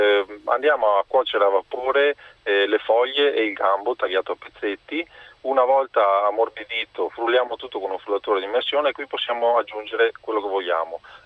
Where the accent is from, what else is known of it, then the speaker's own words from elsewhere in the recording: Veneto, Italy; io essendo veneto